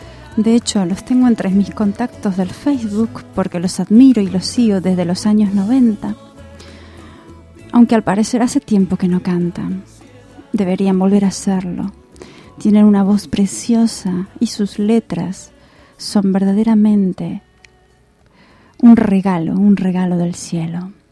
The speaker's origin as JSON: {"language": "Spanish", "region": "Buenos Aires", "country": "Argentina", "tie": "born or raised there", "said": "Cuando yo era pequeña y vivía en Buenos Aires, todos los años recibía dos cartas"}